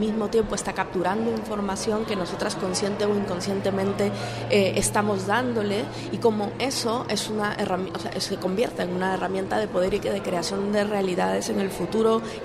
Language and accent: Spanish; Peru; Para la gente que venimos de otros lugares, ¿no?, concretamente yo soy peruana